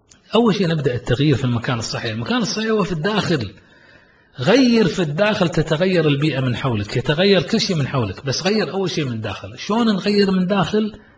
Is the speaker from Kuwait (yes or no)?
yes; Kuwait; والله فخر نفتخر أن يكون عندنا في الكويت